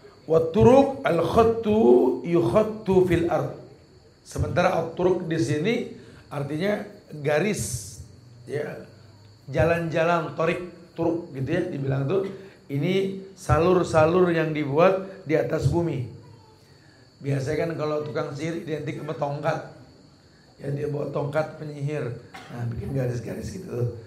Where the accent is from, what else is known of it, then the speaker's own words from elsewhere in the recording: Jakarta, Indonesia; Saya ini anak Betawi. Orang Betawi suka pakai roti buaya.